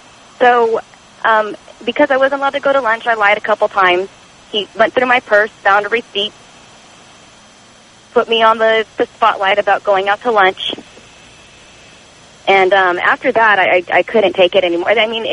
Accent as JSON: {"language": "English", "country": "United States", "said": "And Tom, I'm an American girl"}